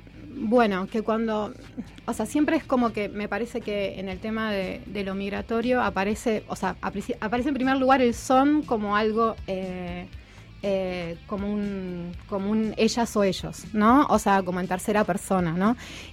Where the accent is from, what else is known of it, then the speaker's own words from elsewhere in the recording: Buenos Aires, Argentina; also born or lived in France; mis viejos son argentinos, o sea, vivieron 14 años en Francia. Bueno, después cuando volví cuando tenía 6 años a Buenos Aires, viví casi toda mi vida en Buenos Aires. Ahora hace casi 10 años que ya vivo acá